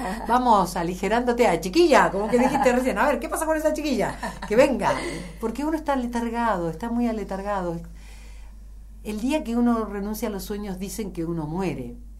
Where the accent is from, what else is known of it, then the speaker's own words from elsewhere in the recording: Buenos Aires, Argentina; o si yo hubiera nacido en Andalucía, porque siendo una porteña total, no puedo evitar sentir la marca del cuchillo del ser